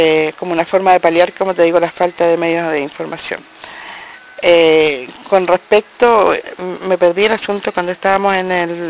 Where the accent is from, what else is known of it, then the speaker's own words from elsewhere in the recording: Chile; moved away; Y nosotros, como chilenos en el exilio, nos informábamos a través